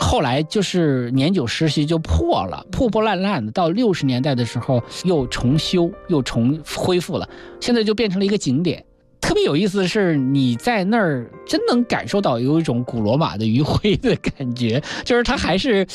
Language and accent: Chinese; Northeast China, China; accent: Northeastern; 就是我们东北话讲叫烧心